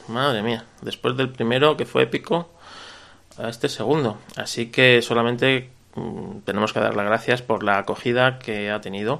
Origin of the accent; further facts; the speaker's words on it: Spain; Yo soy un autónomo español.